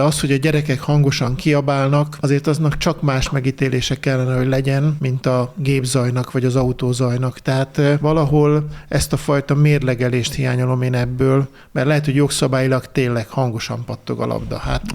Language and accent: Hungarian; Hódmezővásárhely, Csongrád-Csanád, Hungary; én Hódmezővásárhelyen nőttem föl, és egy ilyen körbezárt ketrecben tanultam meg focizni.